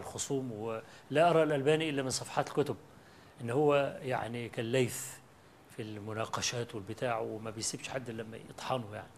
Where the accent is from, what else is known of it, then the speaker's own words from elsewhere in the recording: Egypt; قلت له أنا جاي من مصر مخصوص وأنا طالب علم فقير